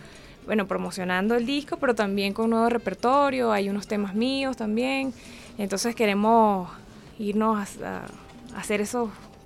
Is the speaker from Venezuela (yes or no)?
yes; Venezuela; el esfuerzo del Ministerio de Cultura por haber decretado el año del 4 un instrumento que nos identifica como venezolanos